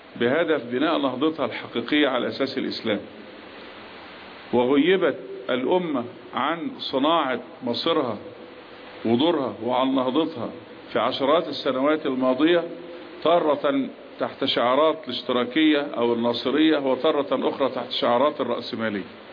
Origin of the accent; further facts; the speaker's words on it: Egypt; إحنا بنسترد كمصريين جزء من إرادتنا